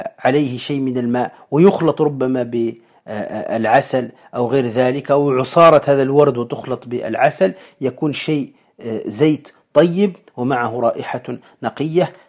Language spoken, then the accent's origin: Arabic; Morocco; والآس عندنا في المغرب ويسميه أيضا الريحان